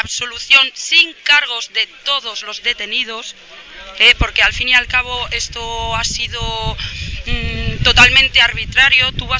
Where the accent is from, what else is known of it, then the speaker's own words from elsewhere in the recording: Burgos, Castile and León, Spain; al final somos todos vecinos de Gamonal, de toda la vida.